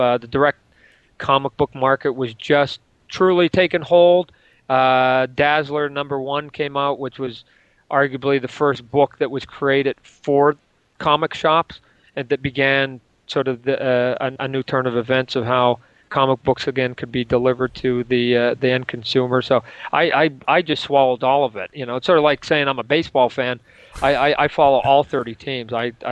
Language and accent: English; Calgary, Alberta, Canada; I'm a Canadian kid living in Calgary at the time.